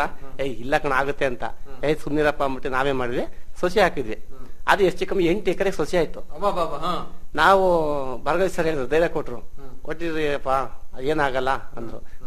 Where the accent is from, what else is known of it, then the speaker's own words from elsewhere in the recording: Gonibeedu, Karnataka, India; ನಮ್ದು ಗೋಣಿಬೀಡು, ನಮ್ಮೂರು, ನಮ್ಗೆ 2 acres ಜಮೀನ್ ಇತ್ತು.